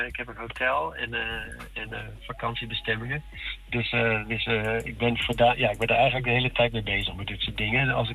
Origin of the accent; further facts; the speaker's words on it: Netherlands; Dus wij als Nederlanders zijn dat wel snel...